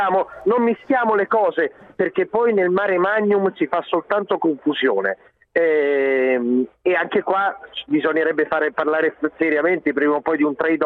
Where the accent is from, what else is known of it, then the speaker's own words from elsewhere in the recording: Genoa, Liguria, Italy; Io da genovese lo dico